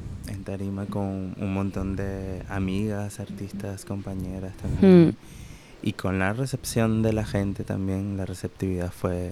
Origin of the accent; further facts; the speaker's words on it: Margarita Island, Nueva Esparta, Venezuela; Paraguachoa.